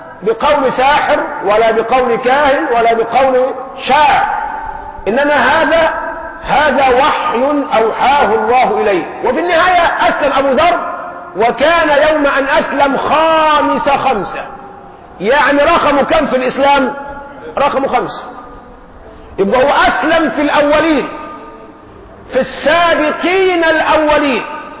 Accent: Egypt; لكن احنا كشعب مصري جعلنا الصرمة أكرمكم الله بسموها البرطوشة القديمة

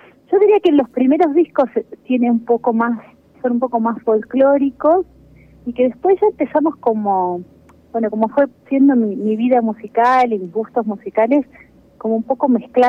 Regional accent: Argentina; sí, somos latinos, argentinos, y eso siempre se escucha, se siente

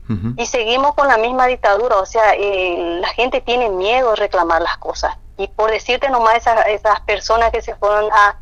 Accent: Concepción, Paraguay; tuvimos que salir de nuestro departamento, porque somos del departamento de Concepción. Y nos fuimos a Clorinda

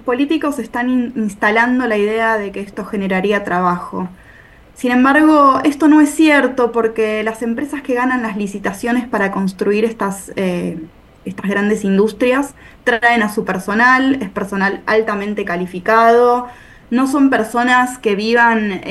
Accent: Brandsen, Buenos Aires Province, Argentina; yo soy particularmente de Bransen, pero no todos somos de Bransen

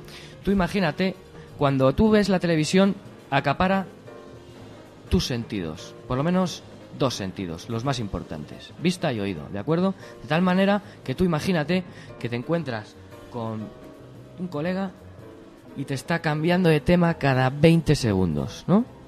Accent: Madrid, Community of Madrid, Spain; yo soy de mi barrio, soy de La Lipa y vivo en Vallecas.

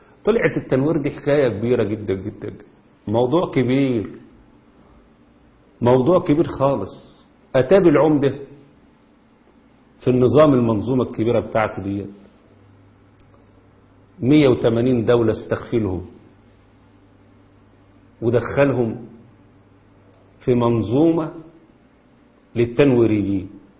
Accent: Egypt; وهم اللي ماسكين الاعلام عندنا في مصر

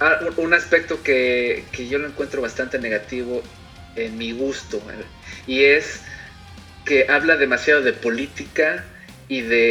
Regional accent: Mexico; moved away as an adult; sobre todo los que venimos de México, pasamos por una época política difícil que ha durado 40 años y yo dejé eso para meterme a otra más fuerte

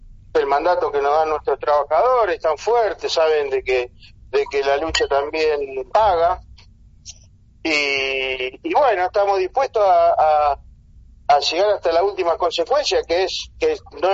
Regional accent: Rosario, Santa Fe, Argentina; yo soy de Rosario.

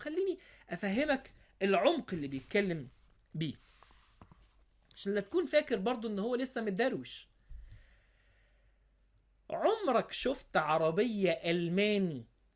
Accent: Egypt; حتى عندنا في مصر يقولوا كده

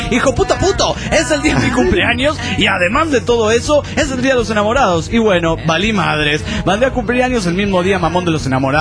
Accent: León, Guanajuato, Mexico; Con la noticia que vienen los … a mi pueblo. Y esto no me lo pierdo.

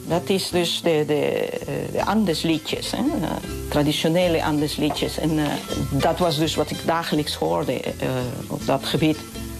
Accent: Huancayo, Junín, Peru; Dutch is a second language; also born or lived in Lima; Dat zijn de liedjes dat ik ben opgegroeid toen ik in Huancayo woonde. Maar later ben ik dus naar de universiteit in Lima gegaan.

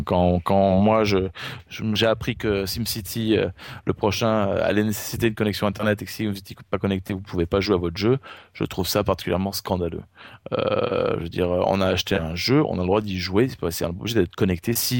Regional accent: France; now in Canada; je viens de France. Ça fait 20 ans que je suis au Québec maintenant, donc j'ai ma citoyenneté depuis maintenant plus d'une dizaine d'années.

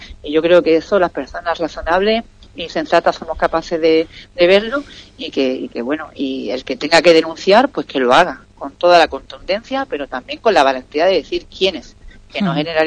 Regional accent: Ubrique, Andalusia, Spain; que no es la de mi pueblo, ¿eh?

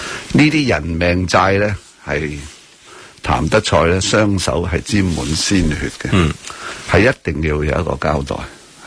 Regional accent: Hong Kong; 所以希望大家不要讲我们香港人呢就活在一个国际城市啦

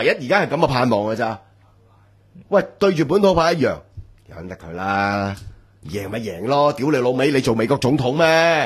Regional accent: Hong Kong; 我哋都做咗咁多年香港人

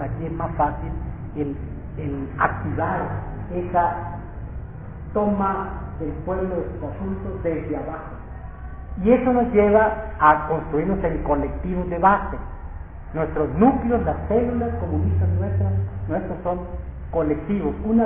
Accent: Sinaloa, Mexico; yo soy de Sinaloa, y desde niños a nosotros, pues violencia y violencia, ¿no?

